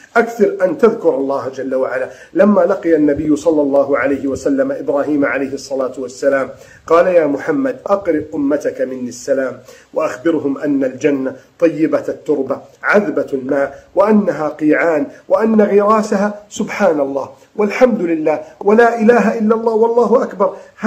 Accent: Egypt; اللهم احفظ بلدنا مصر من كيد الكائدين

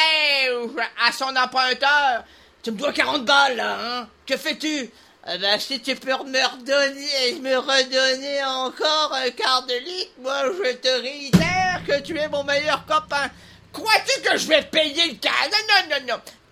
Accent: Quebec, Canada; si même on est des Québécois, on se dit solidaire

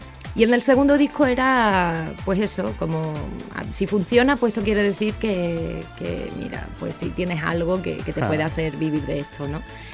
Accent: Cádiz, Andalusia, Spain; yo soy de Cádiz y mi tierra es muy pequeñita, no hay allí industria discográfica

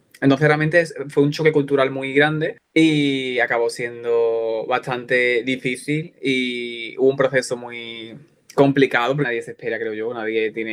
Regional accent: Andalusia, Spain; now in Sweden; Porque yo soy de Málaga, pero yo soy de un pueblecito de Málaga que es bastante cerrado y tal

